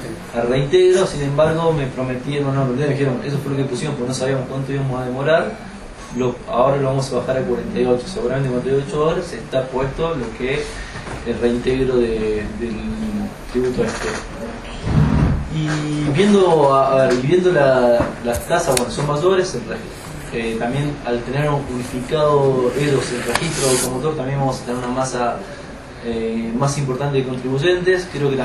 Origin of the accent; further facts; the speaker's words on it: La Falda, Córdoba, Argentina; empecé a buscar trabajo en Valle Punto, soy de La Falda.